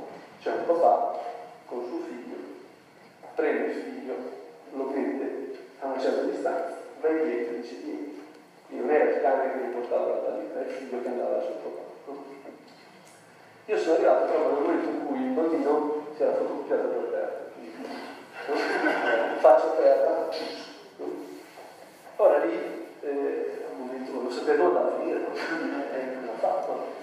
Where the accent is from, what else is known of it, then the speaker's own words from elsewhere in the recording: Lombardy, Italy; sono brianzolo